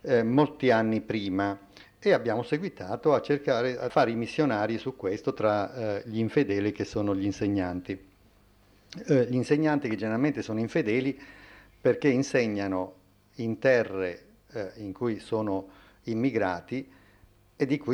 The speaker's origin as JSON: {"language": "Italian", "region": "Abruzzo", "country": "Italy", "lives_now": "Venice, Italy", "said": "io abito a Venezia, sono abruzzese, abito a Venezia con la famiglia, insegno a Bologna, quindi sono un apolide"}